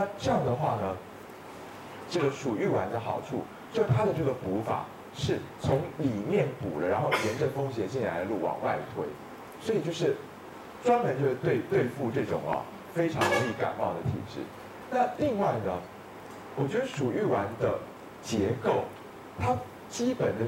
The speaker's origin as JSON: {"language": "Chinese", "country": "Taiwan", "said": "就我们台湾人胃跟大陆人胃还是有差。"}